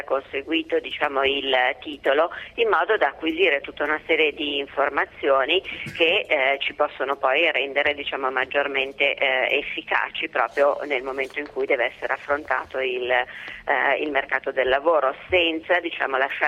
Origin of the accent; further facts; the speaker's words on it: Milan, Lombardy, Italy; Io sono di Milano, quindi conosco diciamo il movimento che c'è su Milano